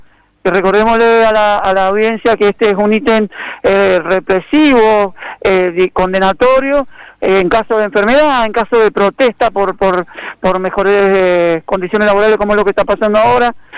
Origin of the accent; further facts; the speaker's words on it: Mendoza, Argentina; como somos los mendocinos, que somos más secos que qué sé yo.